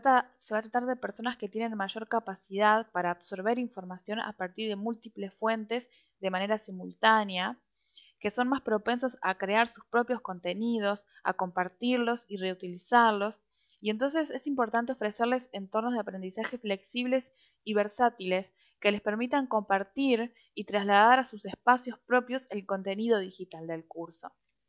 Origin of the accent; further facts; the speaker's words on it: Uruguay; yo soy de Uruguay, soy socióloga, tengo 27 años